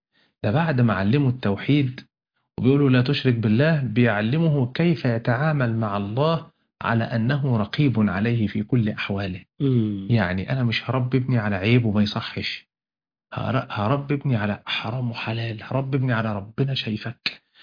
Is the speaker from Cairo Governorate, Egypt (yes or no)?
no; Ismailia, Ismailia Governorate, Egypt; انا من الاسماعيلية، عندنا في الاسماعيلية اقف كده هنا المية الحلوة والمية المالحة